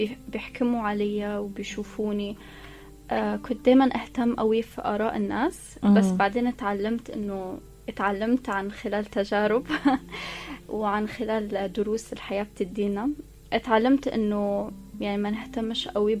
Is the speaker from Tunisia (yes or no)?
no; Abu Dhabi, United Arab Emirates; also born or lived in Egypt; ما هو انا مولوده في ابو ظبي وعشت طول حياتي في ابو ظبي، فانا كنت مختلطه في مجتمع لبنانيين سوريين.